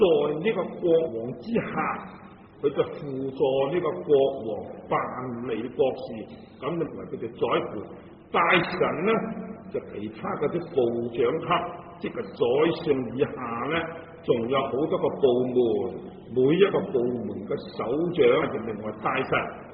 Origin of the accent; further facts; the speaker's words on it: Hong Kong; 我们香港人所谓呢你都痴线的